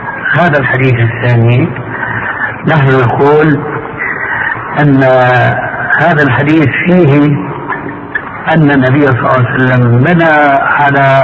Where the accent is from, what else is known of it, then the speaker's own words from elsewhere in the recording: Syria; وكما يقول عندنا في سوريا